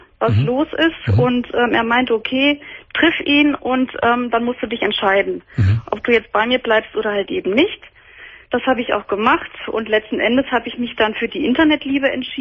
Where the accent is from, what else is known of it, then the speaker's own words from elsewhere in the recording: Hesse, Germany; Er kam aus Dortmund und ich bin aus der Nähe von Kassel. Das ist ja schon ein Stück.